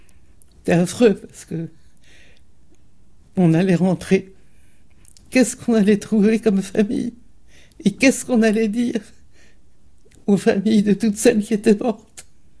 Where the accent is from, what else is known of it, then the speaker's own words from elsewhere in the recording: Bourgogne-Franche-Comté, France; Et comme nous sommes de l'Est, parce que mon grand-père avait une petite ferme à la frontière suisse, je me rappelle avoir ramené Geneviève à la maison en Franche-Comté, là.